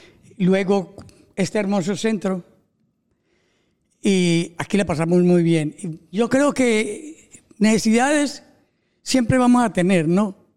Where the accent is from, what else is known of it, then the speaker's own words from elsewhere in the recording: Colombia; now in Spain; Yo hace 31 años vine de Colombia, asilado político.